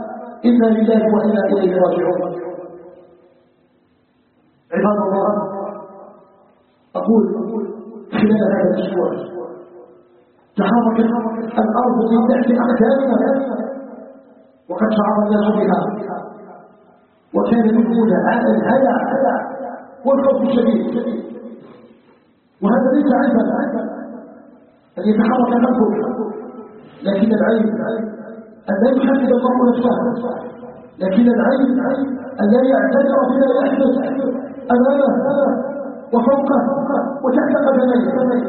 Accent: Algeria; اللهم اجعل بلدنا الجزائر بلدا آمنا مطمئنا

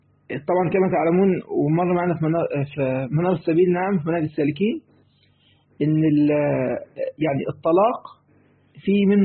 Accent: Egypt; زي ما بيقولوا يعني عندنا في مصر

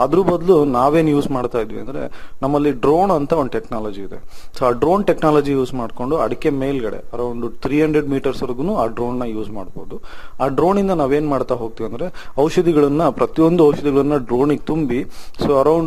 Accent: Anaveri, Karnataka, India; ನನ್ನ ಸ್ವಂತ ಊರು ಬಂದು ಆನವೇರಿ, ಭದ್ರಾವತಿ ತಾಲೂಕು, ಶಿವಮೊಗ್ಗ ಡಿಸ್ಟಿಕ್. ನಮ್ಮ ತಂದೆ ತಾಯಿ ಹಾಗೂ ಪೂರ್ವಜರು ಎಲ್ಲರೂ ಕೂಡ ವ್ಯವಸಾಯದಲ್ಲೇ ಇದ್ದಾರೆ

